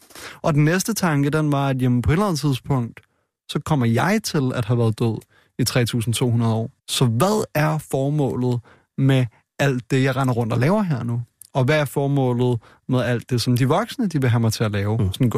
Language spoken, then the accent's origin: Danish; Frederiksberg, Capital Region of Denmark, Denmark; born or raised there